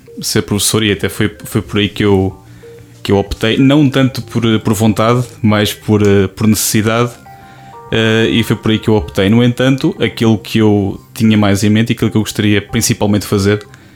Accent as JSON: {"language": "Portuguese", "town": "Coimbra", "region": "Centro", "country": "Portugal", "said": "tenho 25 anos, sou de Coimbra, tirei a licenciatura em Línguas Modernas, mais especificamente inglês e espanhol, neste caso pela Faculdade de Letras da Universidade de Coimbra."}